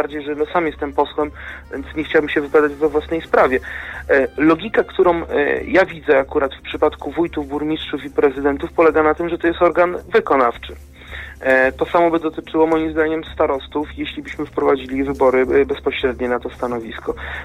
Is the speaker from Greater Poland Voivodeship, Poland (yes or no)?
no; Kutno, Łódź Voivodeship, Poland; Ja sam pochodzę z miasta Kutna